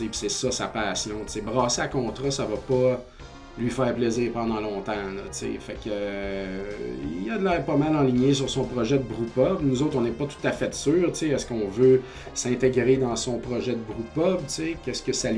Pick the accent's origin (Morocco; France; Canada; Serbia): Canada; Saint-Joseph-de-Beauce, Quebec; moi, je viens de Saint-Joseph-de-Beauce, quartier Verdier.